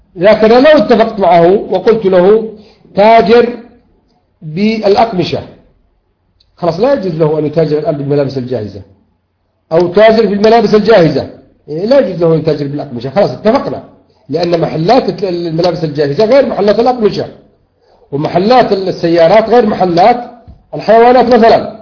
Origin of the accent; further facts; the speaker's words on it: Yemen; now in Saudi Arabia; لأن أنا يمني ومن حقي أن أقول هذا الكلام